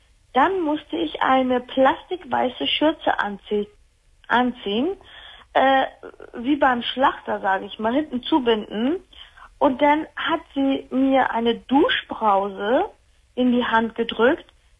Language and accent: German; Turkey; der Name sagt ja schon was. Ich komme aus der Türkei.